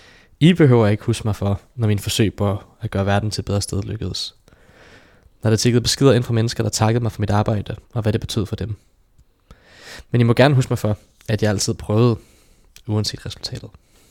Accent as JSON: {"language": "Danish", "town": "Hvidovre", "region": "Capital Region of Denmark", "country": "Denmark", "tie": "born or raised there", "said": "Jeg voksede op i det hvide Hvidovre og levede et trygt liv med en sorgfri barndom"}